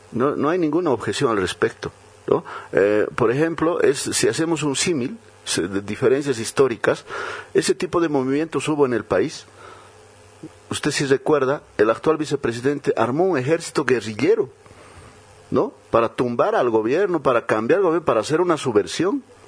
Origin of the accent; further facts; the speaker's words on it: Bolivia; usted y yo como bolivianos hubiéramos permitido eso